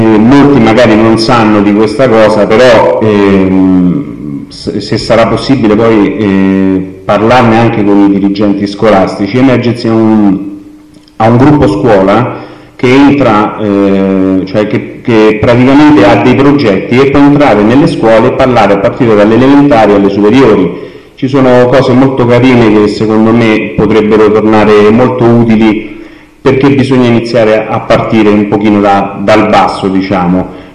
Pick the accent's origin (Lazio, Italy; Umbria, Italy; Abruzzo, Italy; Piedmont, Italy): Lazio, Italy; Colleferro; vengo da Colleferro e sono il referente della sede territoriale di Emergency di Colleferro.